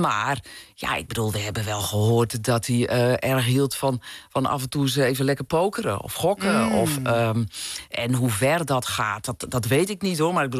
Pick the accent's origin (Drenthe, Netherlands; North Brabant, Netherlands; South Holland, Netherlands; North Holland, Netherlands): North Holland, Netherlands; ik kom zelf ook uit een wat kleiner dorp, in Noord-Holland, waar ik ben opgegroeid.